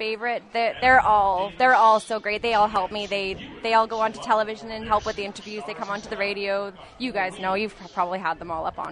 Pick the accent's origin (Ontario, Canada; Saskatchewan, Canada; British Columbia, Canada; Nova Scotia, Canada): Saskatchewan, Canada; Saskatoon; now in Medicine Hat, Canada; Growing up in Saskatoon and not having something like that, now coming here to Medicine Hat and being able to work here